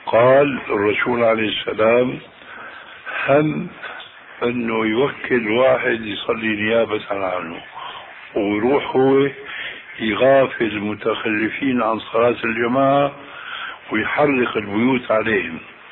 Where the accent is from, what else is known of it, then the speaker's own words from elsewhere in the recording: Damascus, Damascus Governorate, Syria; وأنا ربيت في دمشق